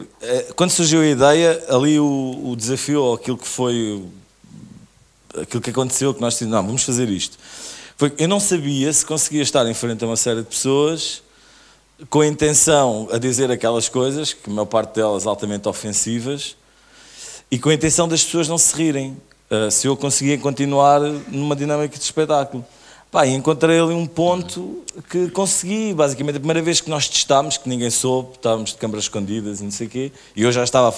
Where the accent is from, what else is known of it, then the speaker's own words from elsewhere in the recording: Odivelas, Lisbon, Portugal; nós crescemos os dois em Odivelas